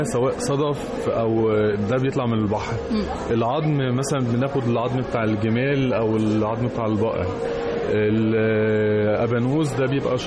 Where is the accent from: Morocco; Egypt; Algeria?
Egypt; وبعد كده تطور وبقى موجود عندنا في مصر